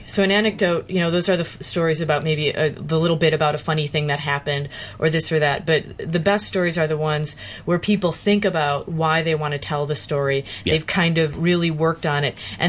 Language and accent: English; Chicago, Illinois, United States; I first encountered David Sedaris' work growing up in Chicago.